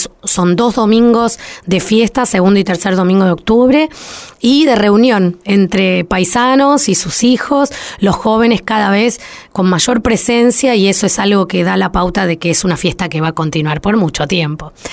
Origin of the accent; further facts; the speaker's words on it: Buenos Aires, Argentina; siempre me presento como una porteña avergonzada, de nuestra soberbia, de nuestra ignorancia, incluso con nuestro propio país.